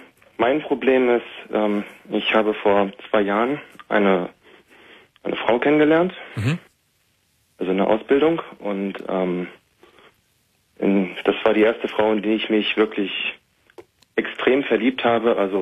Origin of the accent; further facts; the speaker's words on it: Hanover, Lower Saxony, Germany; now in Bielefeld, Germany; Ich komme halt eigentlich aus Hannover und bin dann nach Bielefeld gezogen.